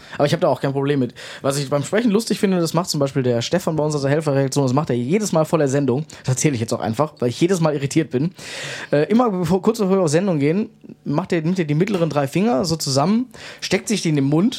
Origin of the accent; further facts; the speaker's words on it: Krefeld, North Rhine-Westphalia, Germany; Ich komme aus Krefeld